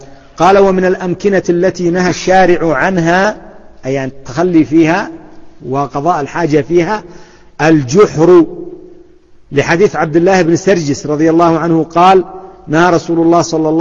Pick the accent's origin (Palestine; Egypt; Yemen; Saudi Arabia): Yemen; وإلى عهد قريب عندنا في اليمن وما زال عندنا في بلدي في بعض الأماكن ما زالت سواقي